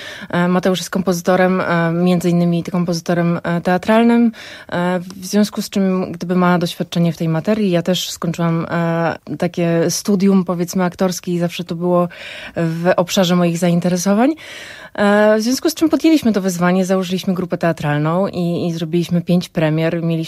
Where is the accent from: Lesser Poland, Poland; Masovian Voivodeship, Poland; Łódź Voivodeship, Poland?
Masovian Voivodeship, Poland; Warsaw; now in Brodnica, Poland; Przeprowadziliśmy się w okolice Brodnicy 5 lat temu, ja z Warszawy